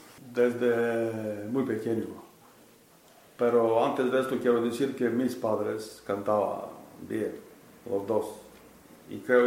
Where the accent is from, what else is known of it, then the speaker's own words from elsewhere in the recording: Bulgaria; Spanish is a second language; now in Spain; soy de Bulgaria. En España soy de casi 14 años.